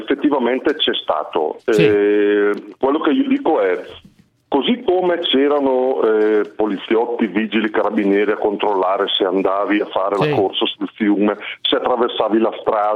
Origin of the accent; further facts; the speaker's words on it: Brescia, Lombardy, Italy; No, assolutamente, io sono un bresciano.